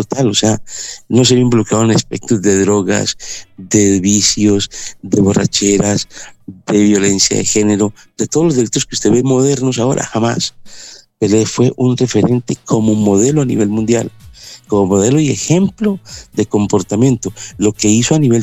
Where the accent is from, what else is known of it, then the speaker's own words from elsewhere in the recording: Colombia; now in Europe; Bueno, yo estoy por acá en América, ¿no? Ya sabía. Estoy aquí en Colombia, en mi tierra, con la gente, pues, compartiendo los últimos días del año.